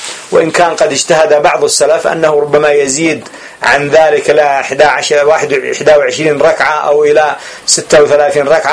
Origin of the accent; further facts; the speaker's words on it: Yemen; هنا عندنا في اليمن يصلي 4 جمعا بتسليم تشهد وتسليم